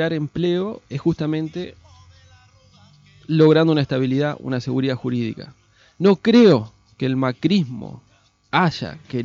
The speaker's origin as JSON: {"language": "Spanish", "country": "Argentina", "said": "esta familia que somos los argentinos"}